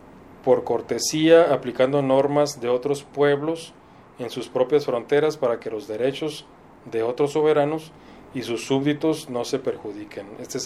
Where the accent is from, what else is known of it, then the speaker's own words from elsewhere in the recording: Mexico; somos orgullosamente de México